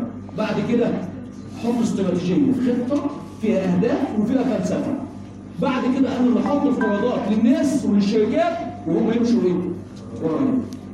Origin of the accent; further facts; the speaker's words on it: Egypt; احنا كمصريين دايما نهتم بالماضي.